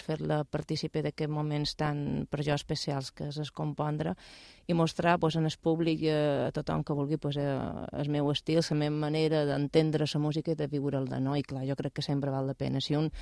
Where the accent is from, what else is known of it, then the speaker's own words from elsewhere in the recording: Balearic Islands, Spain; now in Mallorca, Spain; jo som menorquina, vaig néixer a Menorca i fa moltíssim any que estic afincada aquí a Mallorca.